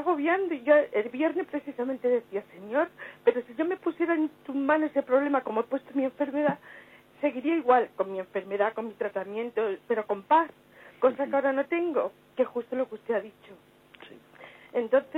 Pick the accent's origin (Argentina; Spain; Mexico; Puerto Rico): Spain; Madrid, Community of Madrid; soy de Madrid.